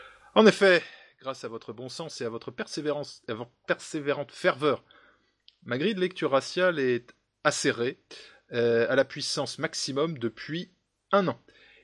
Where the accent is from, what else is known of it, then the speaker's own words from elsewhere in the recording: Grand Est, France; je dirais simplement que je suis Lorrain, que j'appartiens au monde de la construction, notamment au Luxembourg